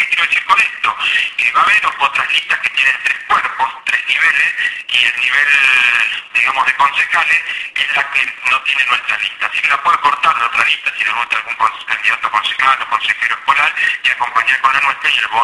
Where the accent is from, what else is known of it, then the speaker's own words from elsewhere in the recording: Buenos Aires Province, Argentina; los recursos que nos corresponden como bonaerense.